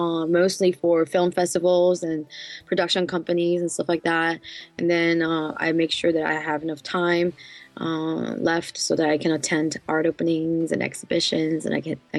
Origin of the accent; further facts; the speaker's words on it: South Korea; English is a second language; also born or lived in United States; I was born and raised in Korea. I'm Korean. And I did live in the States for about 10 years studying music. And I've came back after 10 years of that. Now I've been in Korea for about 5 years now, almost.